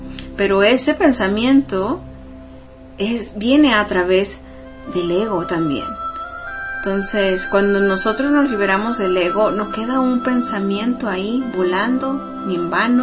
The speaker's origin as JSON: {"language": "Spanish", "country": "Mexico", "said": "hoy en día yo soy de origen mexicano, ¿no?"}